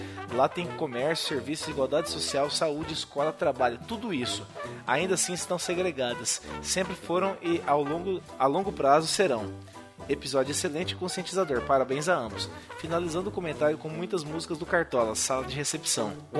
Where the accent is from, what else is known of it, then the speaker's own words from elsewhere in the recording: Rio de Janeiro, Brazil; Cresci no Rio de Janeiro, cercado de favelas por todas as partes, e mesmo nunca tendo morado em uma, frequentei e conheci pessoas de várias.